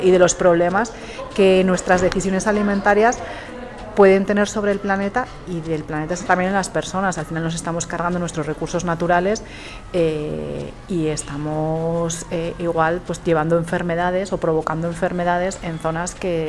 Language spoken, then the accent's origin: Spanish; Navarre, Spain; También soy navarra, entonces pienso automáticamente pimiento del piquillo en Navarra.